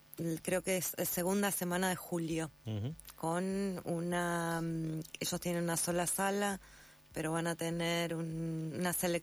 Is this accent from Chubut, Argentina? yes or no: no; Santa Fe, Argentina; soy santafesina, paso gran parte del año en Santa Fe